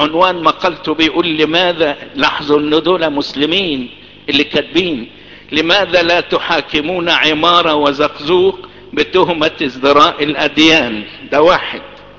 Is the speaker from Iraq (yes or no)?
no; Egypt; وازاي يتقال الكلام ده في القرن العشرين في بلدنا مصر واحنا اصل البلد